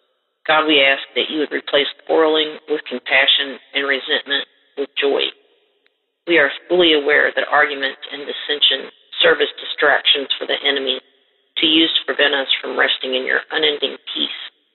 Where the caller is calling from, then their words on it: Kentucky, United States; from Kentucky